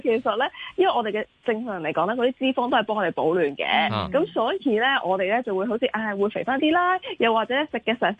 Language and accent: Cantonese; South China, China